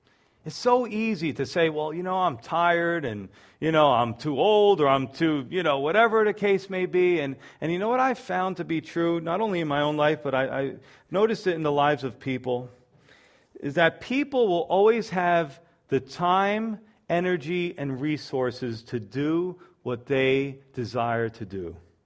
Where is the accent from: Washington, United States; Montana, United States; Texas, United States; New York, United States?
New York, United States; You know, now I'm a New Yorker. I'm always thinking somebody's trying to scam me, right?